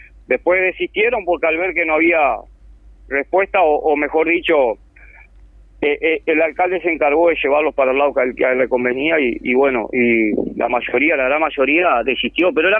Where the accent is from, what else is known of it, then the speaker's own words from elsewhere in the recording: Uruguay; que somos uruguayos y que no escapamos a la realidad que acoge a todo el país